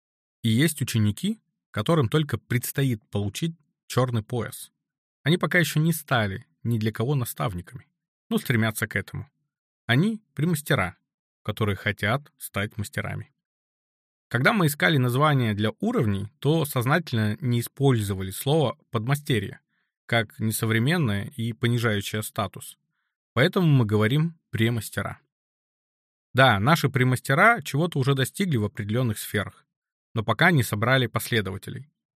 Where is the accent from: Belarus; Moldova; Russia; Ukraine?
Russia; Rezh, Sverdlovsk Oblast; в городе Реж, Свердловской области, откуда я родом.